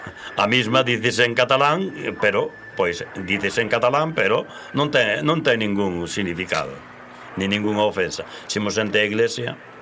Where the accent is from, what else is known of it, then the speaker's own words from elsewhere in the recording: Galicia, Spain; Pero eu son galego dende os pés hasta o último pelo que teño blanco na cabeza.